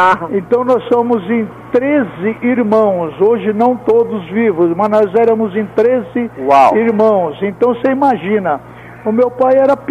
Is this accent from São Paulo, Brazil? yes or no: yes; São Paulo, Brazil; meu pai era de São Paulo, Eu mesmo nasci no Brás, na rua Maria Joaquina. O meu pai era da cidade de Amparo, minha mãe nasceu no Canindé, nós éramos daqui mesmo.